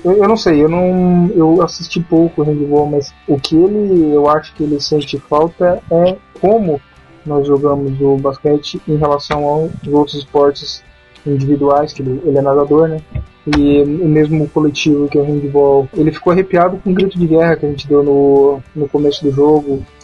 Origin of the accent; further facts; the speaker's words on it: Criciúma, Santa Catarina, Brazil; eu encontrei um cara da mesma cidade que eu, de Criciúma.